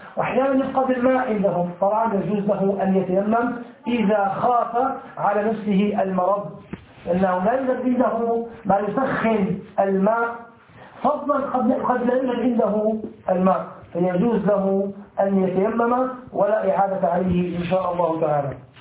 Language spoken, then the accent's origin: Arabic; Syria; مثل ما يحصل الآن في المناطق المحاصرة عندنا في سوريا